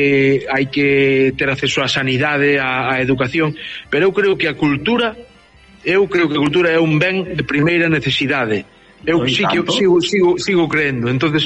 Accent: Mazaricos, Galicia, Spain; eu son de Pino de Val, unha aldea de Mazaricos, do concello de Mazaricos. Mazaricos, digamos que non ten costa, pero casi

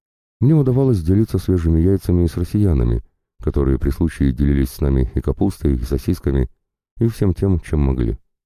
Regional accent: Donbas, Ukraine; И может даже благодаря тому, что мы, бойцы с Донбасса, находимся здесь, это смертельное железо никогда и никуда уже не полетит

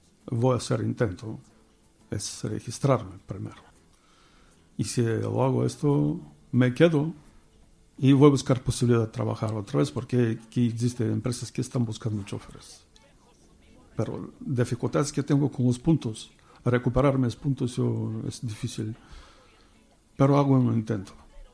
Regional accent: Bulgaria; Spanish is a second language; moved away as an adult; now in Spain; España ha venido en el año 2003. Cuando en Bulgaria había muchos cambios en mi país, sin trabajo, sin un invierno, no teníamos que comer por ahí. Y tenía que hacer algo para venir aquí, porque escuchaba que se trabaja bien y se paga bien.

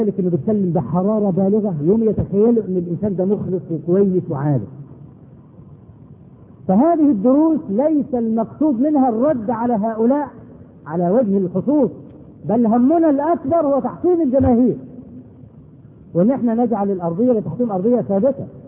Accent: Egypt; ودرج عندنا في مصر هنا لما واحد يغلط في حاجه

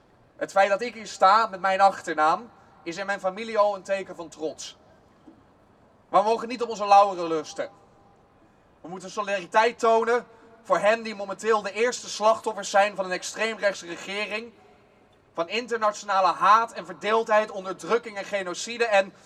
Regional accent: Amsterdam, North Holland, Netherlands; Ik sta hier bovenal als Amsterdammer.

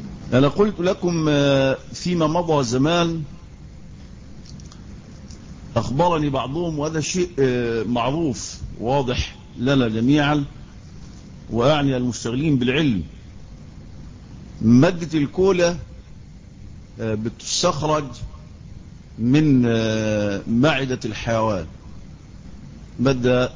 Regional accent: Egypt; وعندنا في مصر يعني اي ضيف بيجي بتاع انزل جيب ازازة كولا

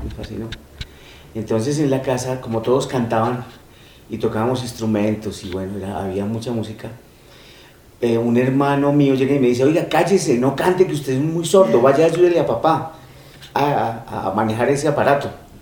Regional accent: Medellín, Antioquia, Colombia; now in Bogotá, Colombia; vine de Medellín a Bogotá a trabajar en la ópera

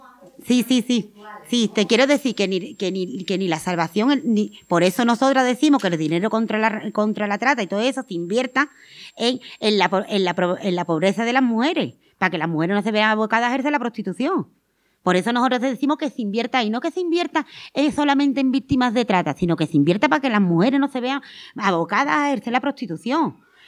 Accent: Andalusia, Spain; Como pasa, por ejemplo, en los barrios de mi pueblo, en los barrios de allí de Sevilla, no mucho.

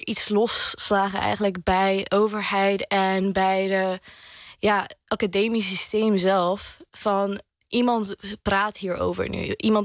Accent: Syria; de goede momenten die wij als mensen, als Syriërs hebben gehad in onze nieuwe landen. Maar ook in onze thuisland en onze moederland.

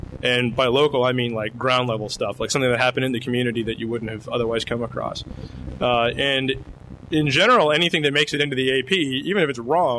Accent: Lexington, Kentucky, United States; the Lexington Herald Leader, which is my hometown newspaper

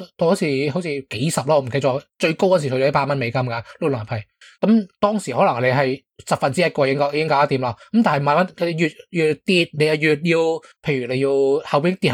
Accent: Hong Kong; 定系我哋自己啊，定系我哋香港人，尤其是有买股票嗰啲香港人啦

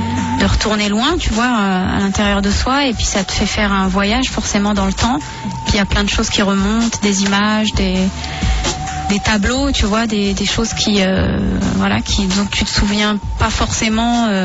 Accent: Saint-Denis, Île-de-France, France; born there; j'ai montré à mon fils où je suis née, à Saint-Denis.

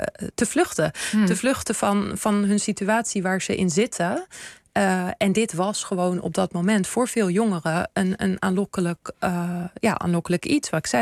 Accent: Netherlands; ik heb natuurlijk Tunesische roots, maar ik ben hier opgegroeid in Nederland.

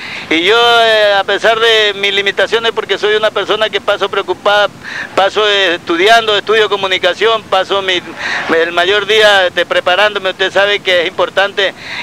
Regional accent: Chone, Manabí, Ecuador; poderme dirigir a mi pueblo, a mi tan querido pueblo de Chone

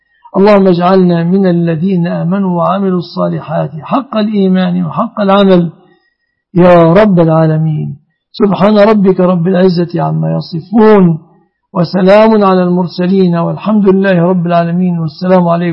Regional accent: Egypt; واحفظ بلادنا مصر آمنة مطمئنة من كل مكروه ومن كل سوء

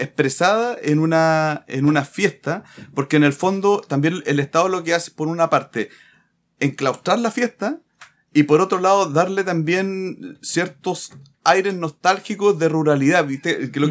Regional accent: Chile; El Estado Nacional es una sola cosa, claro, y todos somos chilenos

